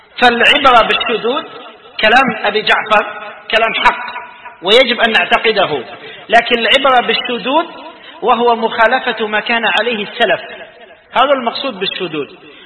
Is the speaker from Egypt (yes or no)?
no; Algeria; وإحنا يتقدر تخرجنا شدود في الأمة كجزائريين مثال،